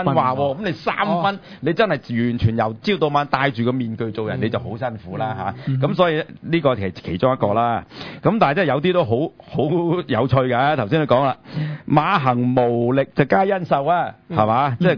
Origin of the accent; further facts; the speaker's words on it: China; 我哋中国人好信命噶啦